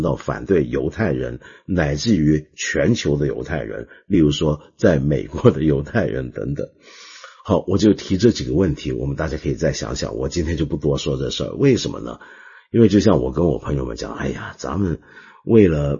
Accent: Hong Kong; 我们香港人广东人叫六嘎床啊

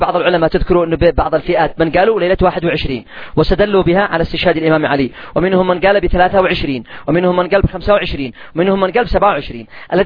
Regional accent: Yemen; سعر الدقيق والقمح عندنا في اليمن ما تقلش عن 300 ريال.

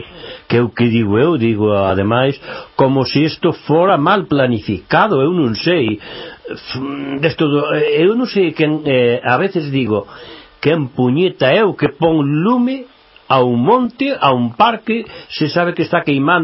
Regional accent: Nave de Suarna, Galicia, Spain; now in A Fonsagrada, Spain; aunque son nativo de Nave de Suar na provincia de Lugo, pero eu cando vou, pois vivo na Fonsagrada.

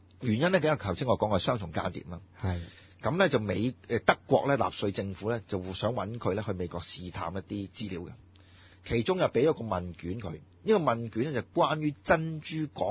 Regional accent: China; 嗱，作為中國人咧

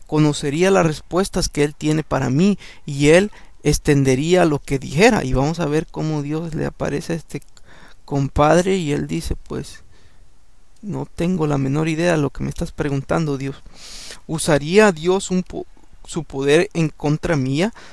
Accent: El Salvador; Cuando yo estaba chico, yo crecí en El Salvador.

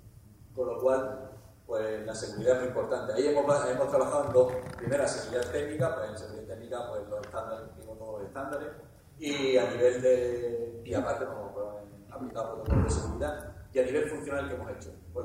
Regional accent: Málaga, Andalusia, Spain; soy el único malagueño que está aquí subido, ¿de acuerdo? Y somos malagueños

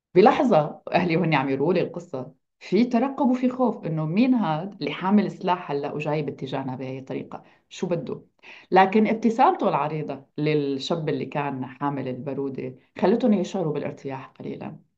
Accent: Tell Dara, Hama Governorate, Syria; فضيعت تل درة اللي بنتمي لها هي ضيعة

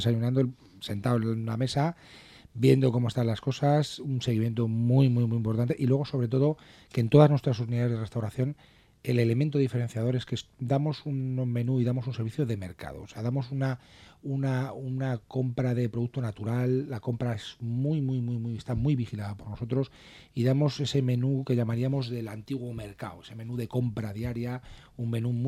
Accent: Madrid, Community of Madrid, Spain; De Madrid.

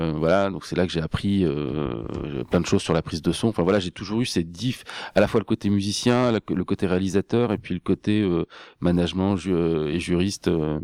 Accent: Hauts-de-France, France; parce que je suis picard, mais je suis venu faire une partie de mes études à Metz et à Nancy

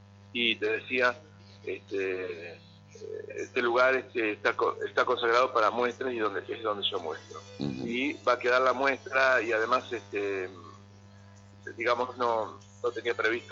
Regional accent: Concordia, Entre Ríos, Argentina; Yo soy de Concordia, estoy ahí, voy y vengo, uh-huh. La verdad es que voy y vengo, pero es mi ciudad, es mi lugar, es mi paisaje

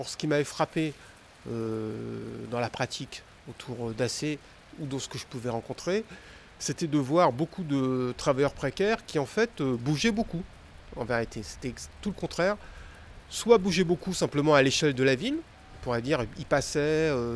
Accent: Le Havre, Normandy, France; Oui, moi je suis du Havre, enfin, donc la ville qui est à côté.

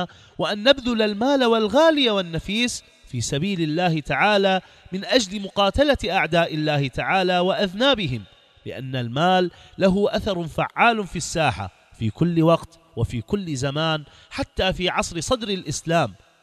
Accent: Iraq; على ديننا وعلى بلدنا العراق جمجمة العرب

